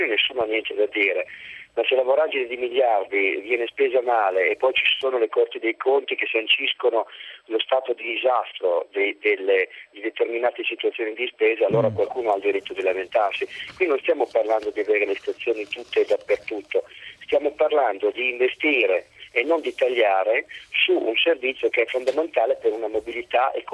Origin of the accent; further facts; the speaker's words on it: Emilia-Romagna, Italy; il pendolare di Reggio Emilia. Sono emiliano